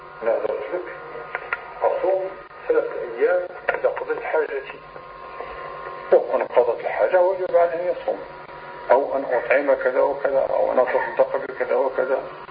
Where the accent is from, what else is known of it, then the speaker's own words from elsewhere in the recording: Morocco; وكانت عندنا في المغرب عادة قبيحة جدا